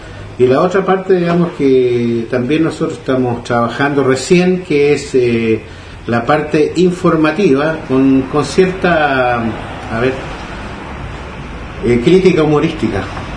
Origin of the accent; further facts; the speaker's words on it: Quilpué, Valparaíso, Chile; yo vengo de Coyihuay, que es un sector rural de la comuna de Quilpué, que está a unos 60 kilómetros de Quilpué, donde la labor fundamental es agroturística